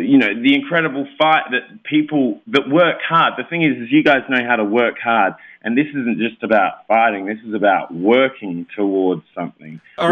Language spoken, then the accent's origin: English; South Australia, Australia; No, I'm not from Milwaukee as much as I love cheese. I'm not from Milwaukee. I'm from South Australia, near Adelaide.